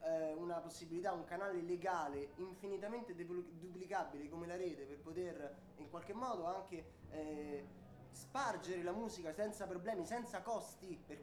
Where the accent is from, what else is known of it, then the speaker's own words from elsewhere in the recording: Rome, Lazio, Italy; Noi veniamo da Roma e Roma è sicuramente una città che ha un bacino culturale abbastanza forte.